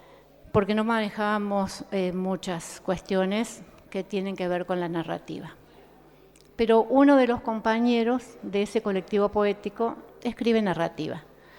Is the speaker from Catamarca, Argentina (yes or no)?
no; San Francisco, Córdoba, Argentina; 4 somos mujeres de San Francisco